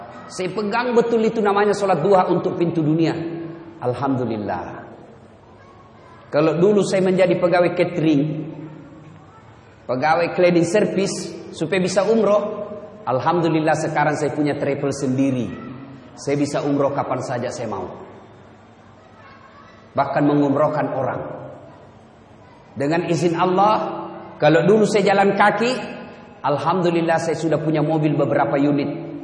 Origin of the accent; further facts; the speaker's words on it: Pinrang, South Sulawesi, Indonesia; Naik mobil dari kampung saya di Pinrang, kurang lebih 200 km.